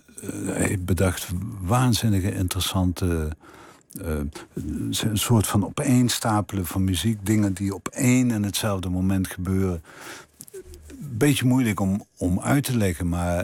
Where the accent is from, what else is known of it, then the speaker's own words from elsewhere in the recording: Limburg, Netherlands; accent: Limburgish; als ik mijn mond opende en ze mijn Limburgse accent hoorden.